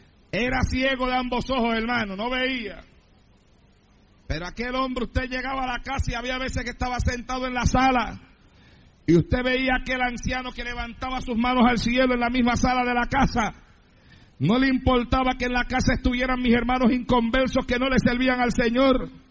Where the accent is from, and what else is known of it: Santa Isabel, Puerto Rico; born or raised there